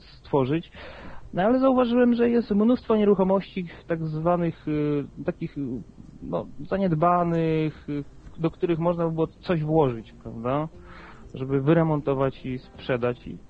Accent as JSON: {"language": "Polish", "town": "Kielce", "region": "Świętokrzyskie Voivodeship", "country": "Poland", "tie": "born or raised there", "also_born_or_lived": "Łódź", "said": "bo ja oryginalnie jestem z Kielc, tam się urodziłem, wyjechałem na studia do Łodzi i tutaj sobie mieszkam."}